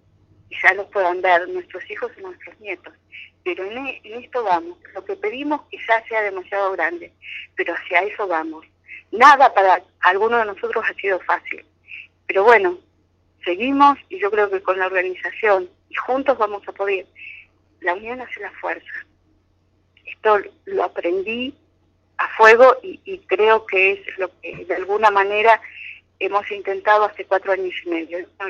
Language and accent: Spanish; Argentina; Yo soy de Argentina y desde ese momento que nos encontramos empezamos a trabajar juntas.